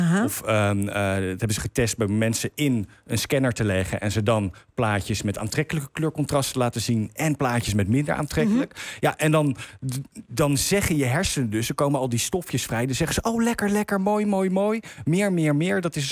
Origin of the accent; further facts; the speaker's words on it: Zoetermeer, South Holland, Netherlands; En ik kom uit Zoetermeer.